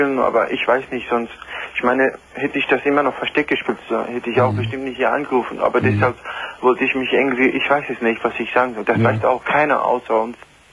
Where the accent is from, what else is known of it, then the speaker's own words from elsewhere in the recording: North Macedonia; also born or lived in Italy; ich bin ja im Islam, ne? Ich bin sozusagen in Italien geboren, aber ich bin in Ex-Jugoslawien aufgewachsen, in Mazedonien, ne? Ich bin halber Mazedoner, ne?